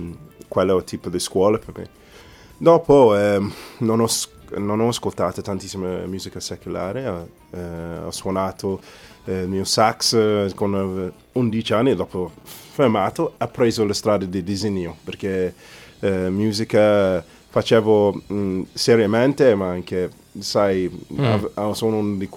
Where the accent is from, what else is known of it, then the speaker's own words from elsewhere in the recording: Nottingham, East Midlands, United Kingdom; Italian is a second language; now in Italy; No, sono inglese.